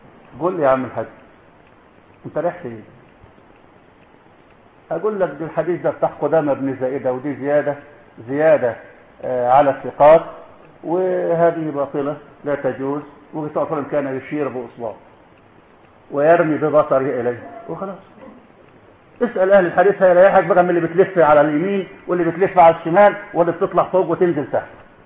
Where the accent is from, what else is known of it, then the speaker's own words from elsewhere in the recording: Egypt; ما عندنا في مصر كتير كله زعيمه